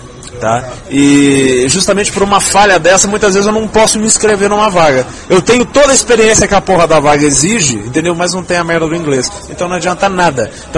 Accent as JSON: {"language": "Portuguese", "region": "Minas Gerais", "country": "Brazil", "lives_now": "São Paulo, Brazil", "said": "Pra quem não me conhece, eu sou mineiro, eu tô aqui em São Paulo há 6 meses, e eu vim pra cá justamente porque eu tinha recebido uma proposta de emprego"}